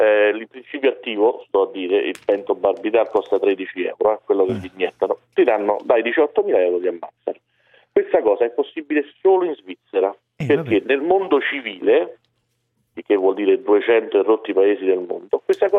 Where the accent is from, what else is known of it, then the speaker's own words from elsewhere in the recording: Australia; Guarda, io sono australiano